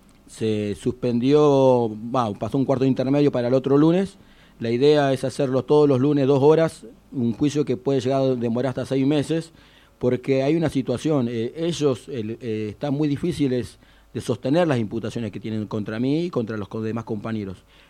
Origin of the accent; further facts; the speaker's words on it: Comodoro Rivadavia, Chubut, Argentina; Yo soy nacido y criado en Comodoro Rivadavia, desde que nací vivo en el mismo barrio.